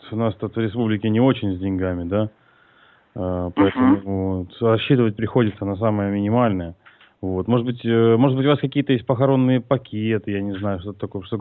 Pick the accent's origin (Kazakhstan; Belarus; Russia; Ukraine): Ukraine; Luhansk, Luhansk Oblast; Я из Луганска, он из Луганска. Луганчанин.